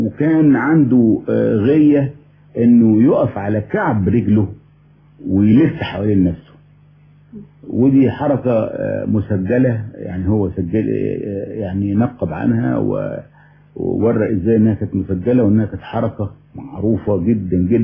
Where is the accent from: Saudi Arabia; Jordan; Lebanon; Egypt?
Egypt; هو انا اولا مصري الجنسية، والمصريين بشكل عام